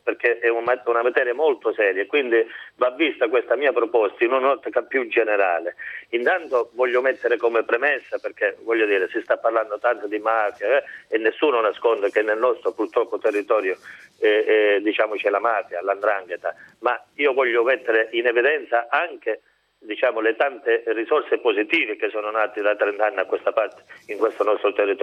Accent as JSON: {"language": "Italian", "town": "Isola di Capo Rizzuto", "region": "Calabria", "country": "Italy", "said": "almeno parlo perché io sono di Isola, non è solo mafia."}